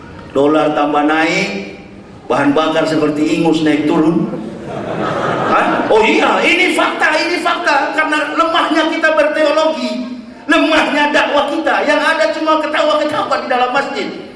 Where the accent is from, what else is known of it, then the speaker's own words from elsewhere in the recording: Manado, North Sulawesi, Indonesia; coba kita orang Manado